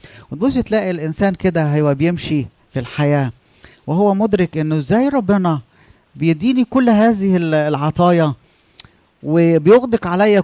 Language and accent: Arabic; Upper Egypt, Egypt; عندنا في الصعيد انا لما قلت المثل ده الناس عملوا لي ايه؟ على طول.